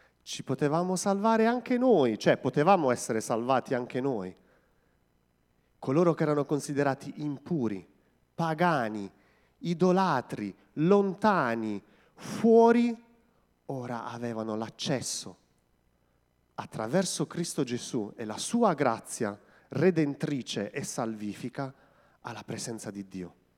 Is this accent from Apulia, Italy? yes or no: yes; Terlizzi, Apulia, Italy; perché io sono di Terlizzi, quindi venivo in chiesa a Modugno